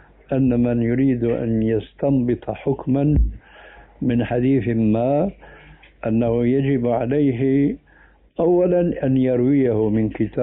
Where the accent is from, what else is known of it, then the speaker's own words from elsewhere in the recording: Damascus, Damascus Governorate, Syria; moved away as an adult; أنا هاجرت من دمشق إلى هنا لما نظرت أنه دمشق بدأت تنحرف